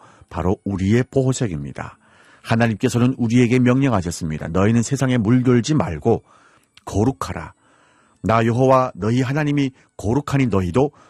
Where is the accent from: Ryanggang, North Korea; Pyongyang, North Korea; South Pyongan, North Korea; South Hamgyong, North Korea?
South Hamgyong, North Korea; Hamhung; now in Seoul, South Korea; 저는 함흥에서 온